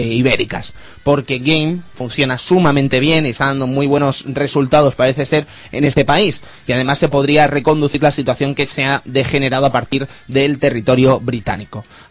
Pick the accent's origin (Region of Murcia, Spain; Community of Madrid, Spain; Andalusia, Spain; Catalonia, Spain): Catalonia, Spain; Soy catalán.